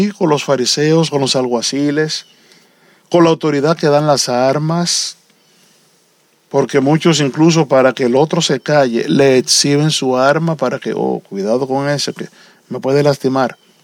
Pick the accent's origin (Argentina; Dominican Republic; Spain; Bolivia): Dominican Republic; Y mi mamá nació a los 5 años de que ese caballero fuera presidente allá en la República Dominicana.